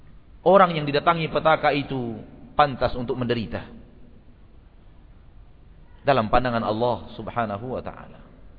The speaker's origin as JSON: {"language": "Indonesian", "town": "Pekanbaru", "region": "Riau", "country": "Indonesia", "tie": "born or raised there", "said": "karena kita memang warga Pekanbaru, karena kita memang tumbuh dan besar di kota Pekanbaru."}